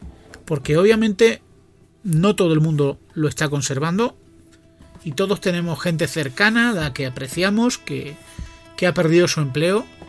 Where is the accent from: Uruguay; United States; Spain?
Spain; ¿cuántos millones somos de españoles? ¿Cuarenta y tantos?